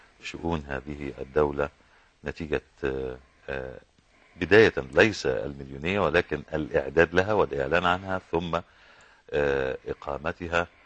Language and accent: Arabic; Egypt; يعني منطلق كوني مصري